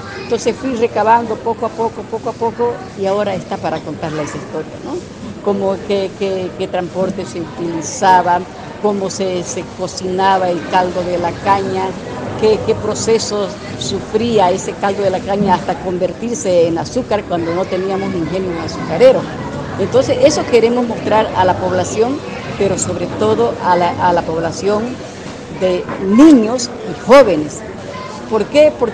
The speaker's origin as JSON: {"language": "Spanish", "region": "Santa Cruz", "country": "Bolivia", "said": "¿Cómo nos vamos a identificar como cambas, como cruceños?"}